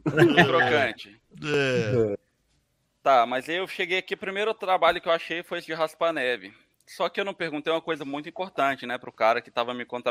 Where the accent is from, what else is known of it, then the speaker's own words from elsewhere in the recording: Brazil; A gente é brasileiro, a gente dá jeitinho em tudo.